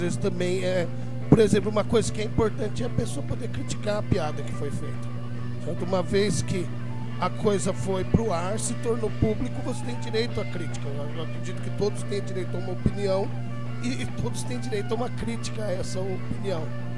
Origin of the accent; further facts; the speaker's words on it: São Carlos, São Paulo, Brazil; moved away; quando eu saí de São Carlos, eu chegava falando que o IDH da cidade já tinha subido, etc.